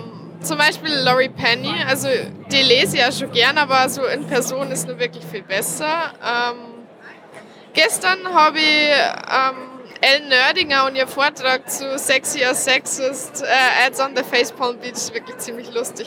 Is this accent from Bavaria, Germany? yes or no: yes; Bavaria, Germany; now in Vienna, Austria; Ich bin eigentlich aus Niederbayern. Momentan wohne ich aber in Wien.